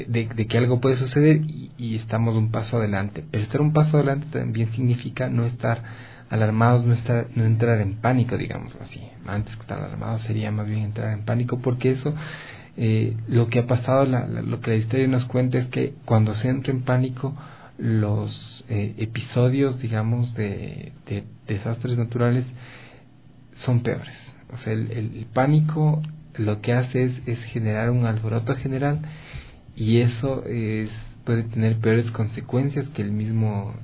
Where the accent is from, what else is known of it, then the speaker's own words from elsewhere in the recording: Quito, Pichincha, Ecuador; Esta serie de sismos nos han puesto alerta como quiteños, porque Quito ya ha registrado de actividad sísmica de gran intensidad